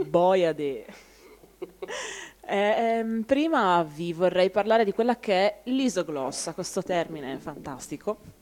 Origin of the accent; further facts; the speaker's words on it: Emilia-Romagna, Italy; Posso confermare io da emiliana che il dialetto ferrarese è differente dal dialetto di Comacchio